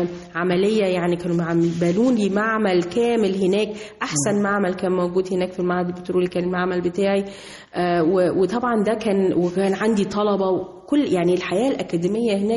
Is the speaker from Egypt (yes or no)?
yes; Egypt; moved away as an adult; لأن أنا مصرية قوي وبحب بلدي قوي قوي